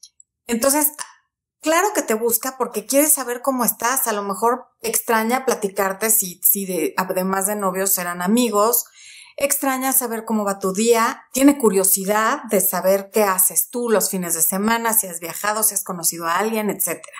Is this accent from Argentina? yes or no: no; Mexico; Cuando era niña aquí en México, en televisión abierta había nada más